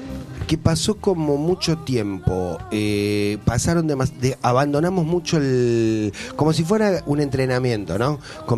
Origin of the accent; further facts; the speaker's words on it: Avellaneda, Buenos Aires Province, Argentina; born there; Que antiguamente en los barrios, yo nací en Avellaneda, y a las 6 de la tarde los abuelos salían todos a sentarse en la vereda